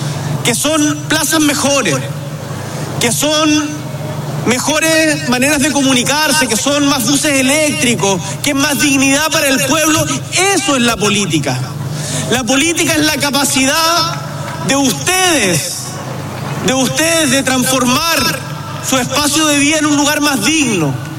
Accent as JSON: {"language": "Spanish", "region": "Magallanes", "country": "Chile", "also_born_or_lived": "Santiago, Chile", "said": "yo soy magallánico y me costó mucho acostumbrarme a Santiago. Nunca uno olvida el lugar de donde viene, ni Magallanes en mi caso"}